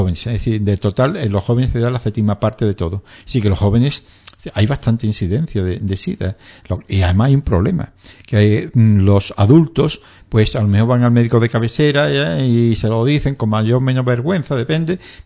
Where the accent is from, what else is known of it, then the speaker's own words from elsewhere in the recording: Andalusia, Spain; accent: Andalusian; yo creo que no sé pronunciar la S, como andaluz que soy